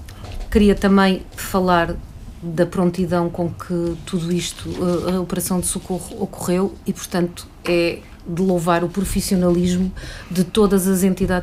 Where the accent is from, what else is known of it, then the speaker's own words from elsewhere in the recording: Lisbon, Portugal; eu deixei de andar naquele equipamento como lisboeta